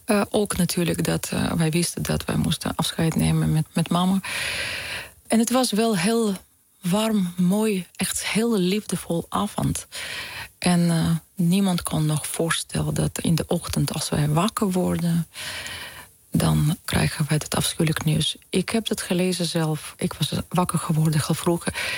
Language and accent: Dutch; Russia; Dutch is a second language; also born or lived in Ukraine; Want wij zijn geboren in Oekraïne. Maar omdat als kinderen, wij waren door de werk van mijn vader gebracht naar Rusland.